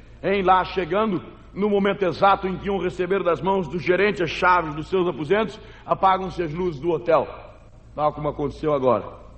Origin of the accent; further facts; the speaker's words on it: Acre, Brazil; born there; Eu nasci no território do Acre. Aliás, quando eu digo que nasci no Acre, me perguntam logo o quê? Nasce gente lá?